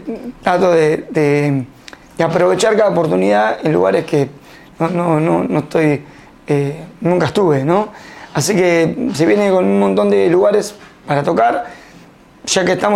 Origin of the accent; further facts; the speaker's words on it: Cañuelas, Buenos Aires Province, Argentina; me siento muy orgulloso de ser cañulense